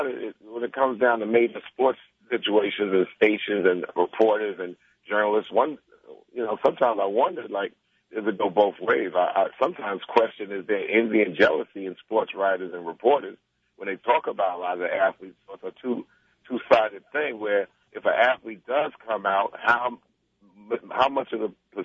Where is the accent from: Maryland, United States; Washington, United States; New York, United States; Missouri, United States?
New York, United States; Roosevelt; We come from Roosevelt, Long Island, from two vastly different paths.